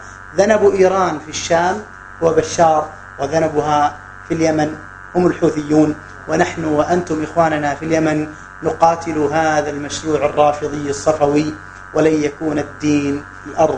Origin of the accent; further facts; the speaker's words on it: Mecca, Makkah Province, Saudi Arabia; ما أتينا نحن من مكة وأتى غيرنا من كذا وكذا